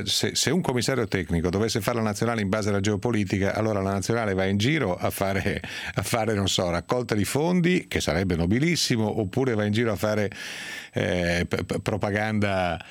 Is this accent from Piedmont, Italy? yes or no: yes; Piedmont, Italy; come si dice dalle mie parti, nel basso Piemonte.